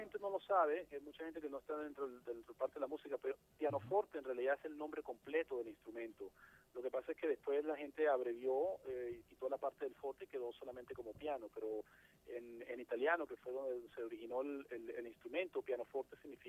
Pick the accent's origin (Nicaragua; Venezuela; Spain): Venezuela; aquí feliz de estar aquí en mi país otra vez.